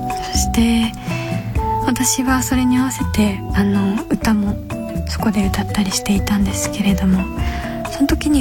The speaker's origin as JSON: {"language": "Japanese", "region": "Kyoto", "country": "Japan", "said": "私は京都出身なんですけど、父が京都人、母が東京の人ということで、父がずっと出張でお家にいなかったので、母親の言葉で基本育っていって、あんま上手じゃないんですよ"}